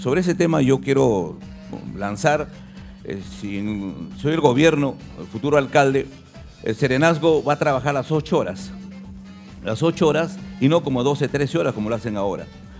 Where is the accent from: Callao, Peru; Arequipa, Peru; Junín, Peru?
Callao, Peru; Ventanilla; yo soy ventanillense 100%, vivo en Ventanilla 40 años